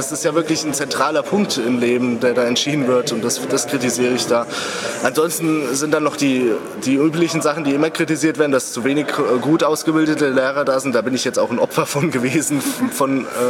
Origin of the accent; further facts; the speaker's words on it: Hesse, Germany; also G8 ist bei uns in Hessen, es ist in Bayern, zum Beispiel in Bayern ist es relativ gut konzeptiert, so sehe ich das. Und in Hessen ist es wirklich total chaotisch gewesen.